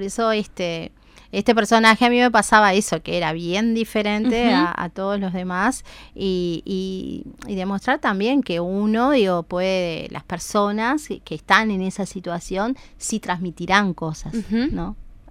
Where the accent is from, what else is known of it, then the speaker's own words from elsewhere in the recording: Uruguay; como tú uruguayo siempre dejamos todo para un momento